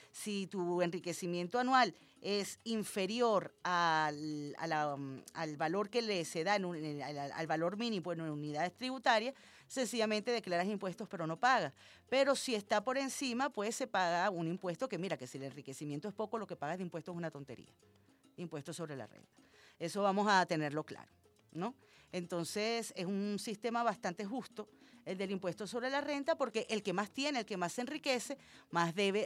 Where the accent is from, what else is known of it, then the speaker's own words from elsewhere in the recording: Venezuela; el resultado de nuestros aportes como venezolanos y venezolanas responsables